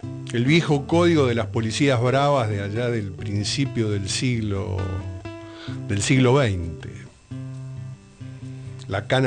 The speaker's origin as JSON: {"language": "Spanish", "region": "Buenos Aires", "country": "Argentina", "said": "Transmitimos desde la ciudad de Buenos Aires, Argentina, en el barrio de Mataderos. Barrio entrañable para los que somos porteños, ¿no?"}